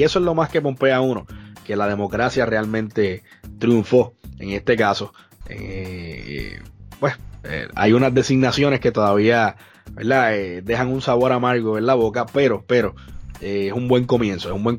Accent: Puerto Rico; porque somos puertorriqueños primero que nada.

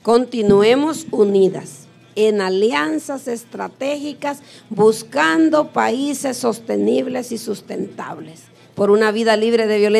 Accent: El Salvador; Soy del Salvador

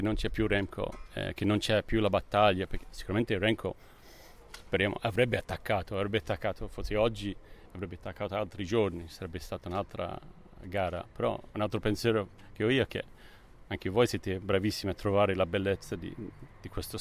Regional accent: Manchester, North West England, United Kingdom; Italian is a second language; Io sono di Manchester, quindi la pioggia...

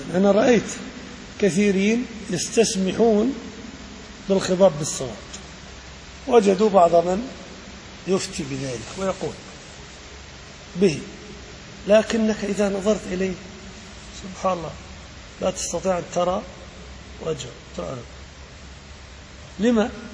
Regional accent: Salt, Balqa Governorate, Jordan; عندنا في السلط

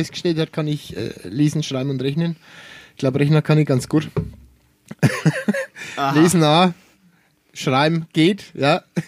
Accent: Bavaria, Germany; Eben, ich bin ja Franke.

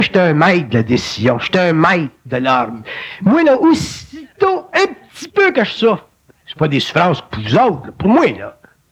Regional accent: Montreal, Quebec, Canada; parce que je suis bonhomme de Montréal

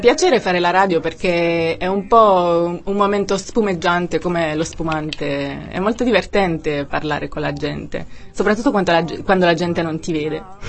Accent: Apulia, Italy; Sono pugliese, come si sente benissimo dal mio accento.

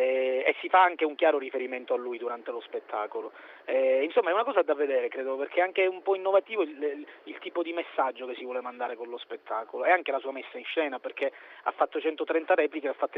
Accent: Sicily, Italy; io da siciliano la sento in maniera particolare

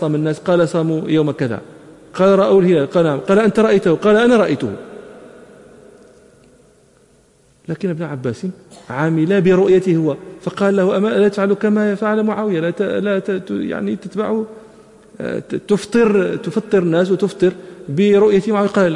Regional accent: Morocco; وكان عندنا في المغرب

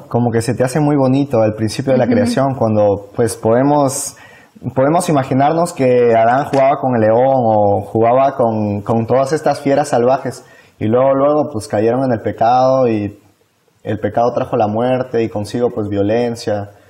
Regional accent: Peru; estudio en la Facultad de Ingeniería y vengo de Perú.

